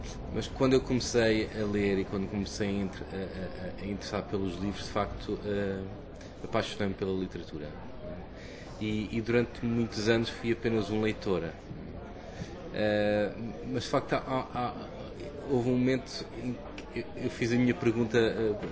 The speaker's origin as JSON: {"language": "Portuguese", "town": "Queluz", "region": "Lisbon", "country": "Portugal", "tie": "born or raised there", "said": "Eu cresci em Queluz, anos 70 e 80, que é um dos grandes subúrbios de Lisboa"}